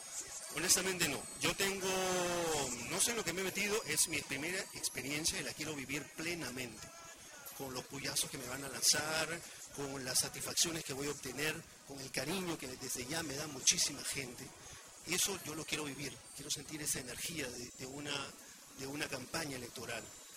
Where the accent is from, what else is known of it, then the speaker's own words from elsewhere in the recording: La Punta, Callao, Peru; Yo, como la gran mayoría de punteños que han vivido toda su vida acá, no he nacido en La Punta. Yo soy chalaco de nacimiento, nací en la clínica Barton, que estaba, ya no existe, en Guarachalaca.